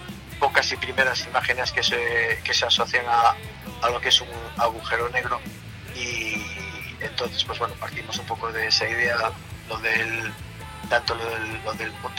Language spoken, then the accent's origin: Spanish; Galicia, Spain; como somos gallegos